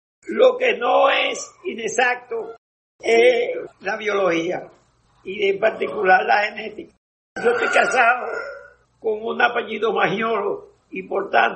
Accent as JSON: {"language": "Spanish", "region": "Distrito Nacional", "country": "Dominican Republic", "tie": "born or raised there", "said": "que pertenece al barrio de San Juan Bosco, donde yo nací y me crié."}